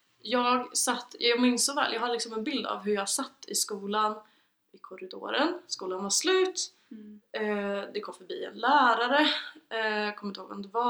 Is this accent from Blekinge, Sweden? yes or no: no; Arvika, Värmland, Sweden; Skitsamma, jag kommer från Arvika.